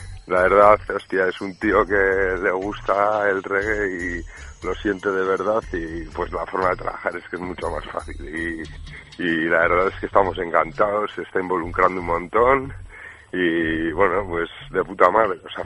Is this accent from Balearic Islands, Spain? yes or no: no; Bilbao, Basque Country, Spain; born there; yo es que nací en Bilbao